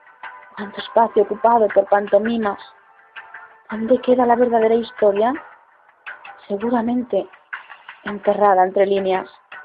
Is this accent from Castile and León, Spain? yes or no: yes; Soria, Castile and León, Spain; tengo 28 años y soy de Soria, España. Y desde esta poética tierra os envío este poema.